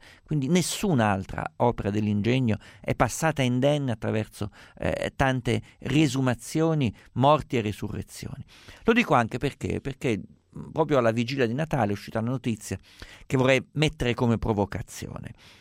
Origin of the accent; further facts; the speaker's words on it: Perugia, Umbria, Italy; Essendo io perugino, sopra casa mia a Perugia hanno costruito una fantastica Disneyland dei poveri